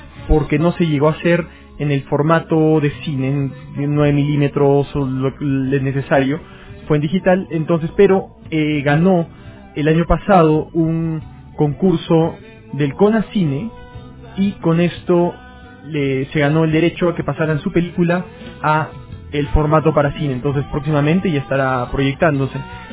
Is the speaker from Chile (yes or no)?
no; Peru; creo que es en esencia lo que somos los peruanos, es decir, una suma de identidades y colores de piel